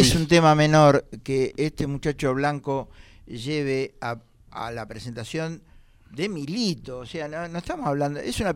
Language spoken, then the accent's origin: Spanish; Argentina; Yo como argentino